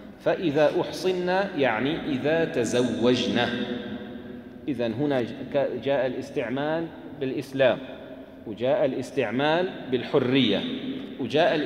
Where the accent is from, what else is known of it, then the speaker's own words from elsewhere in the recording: Syria; عندنا في الشام يستعملون كلمة بروح فيها